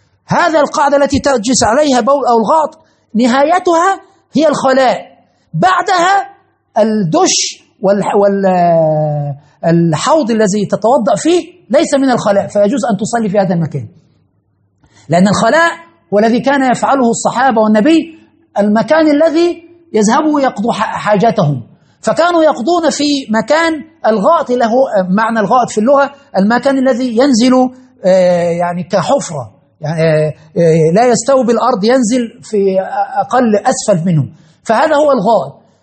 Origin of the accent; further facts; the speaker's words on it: Egypt; عندنا في مصر مثلا أن تتزوج امرأة لابد أن تأتي بالشقة